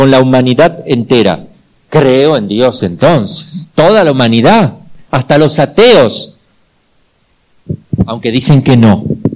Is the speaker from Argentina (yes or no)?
yes; Argentina; se van a dar cuenta que soy argentino.